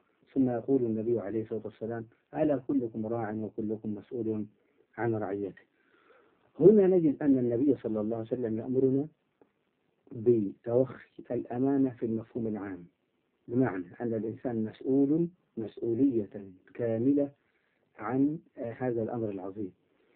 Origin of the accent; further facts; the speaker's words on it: Upper Egypt, Egypt; إحنا عندنا في الصعيد نقول يضرب الجلة